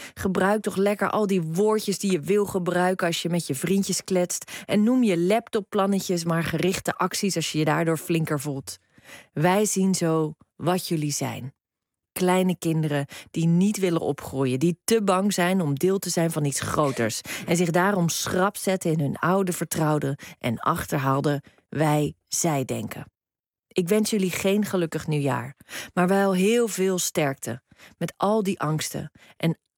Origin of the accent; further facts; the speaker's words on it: Rotterdam, South Holland, Netherlands; in mijn thuisstad Rotterdam